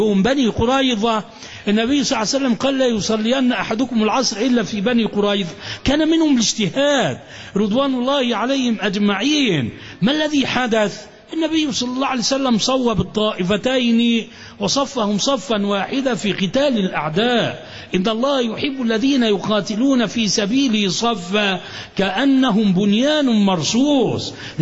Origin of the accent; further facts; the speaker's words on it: Alexandria, Alexandria Governorate, Egypt; الشيوخ الأكابر الأفاضل عندنا في الإسكندرية